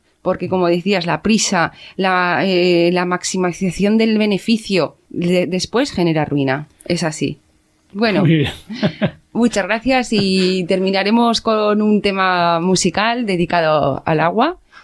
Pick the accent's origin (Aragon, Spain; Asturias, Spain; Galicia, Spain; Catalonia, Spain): Aragon, Spain; yo como ciudadana aragonesa os doy las gracias